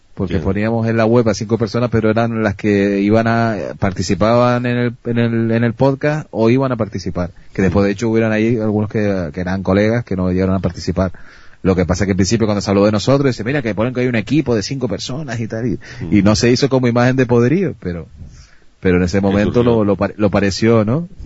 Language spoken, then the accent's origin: Spanish; Canary Islands, Spain; quitando que yo soy canario y me cuesta hasta pronunciar más la S